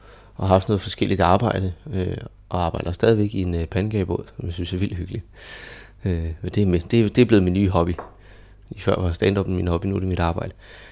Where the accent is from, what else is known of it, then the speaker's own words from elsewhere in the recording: Køge, Zealand, Denmark; Jeg er født og opvokset i Køge, og jeg har gået på to forskellige folkeskoler.